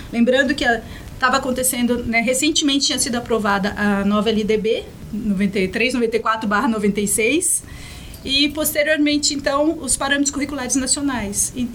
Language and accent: Portuguese; Minas Gerais, Brazil; born there; also born or lived in São Paulo; deixando toda a minha família e amigos no estado de São Paulo e Minas, porque, né, eu nasci em Minas, parte da minha família está lá, mas em São Paulo, então deixei mais uma parte da família e quase todos os meus amigos. Então eu vim para cá em 2007